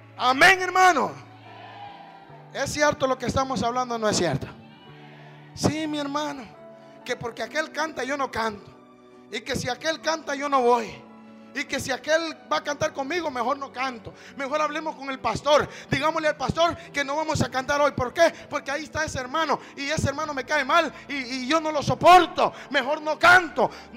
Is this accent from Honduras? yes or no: yes; Honduras; En mi país, en Honduras, y este mensaje lo van a oír en Honduras. En mi país, Honduras